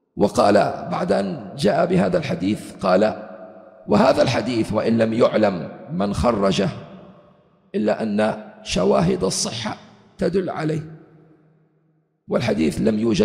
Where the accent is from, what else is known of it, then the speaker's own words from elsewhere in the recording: Libya; كم افتروا عليه الأمن عندنا في ليبيا